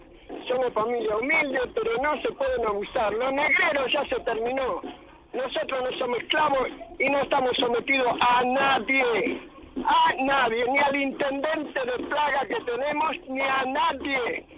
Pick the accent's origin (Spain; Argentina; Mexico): Argentina; Somos argentinos y tenemos derecho.